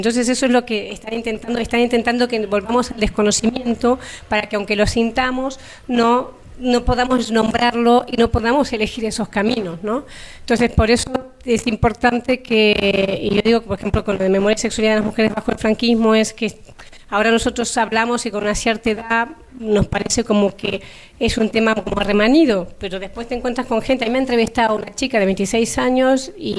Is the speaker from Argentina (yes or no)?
yes; Argentina; yo que soy argentina, cuando llegué o cuando estaba allí, pensaba que en España era todo el mundo heterosexual, casado, con hijos y punto.